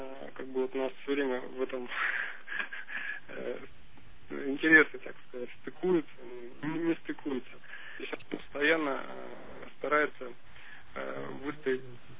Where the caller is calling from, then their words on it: Omsk, Omsk Oblast, Russia; Я из Омска и хотел поговорить с вами, задать вопрос по семейным отношениям.